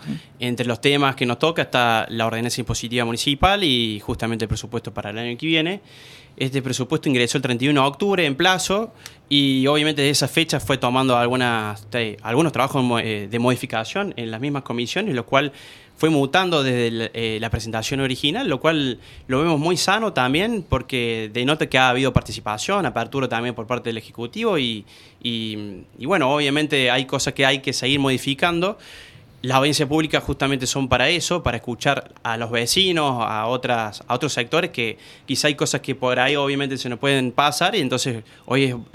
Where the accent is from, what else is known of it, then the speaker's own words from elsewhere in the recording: Argentina; Como argentinos, de vez en cuando alguna alegría.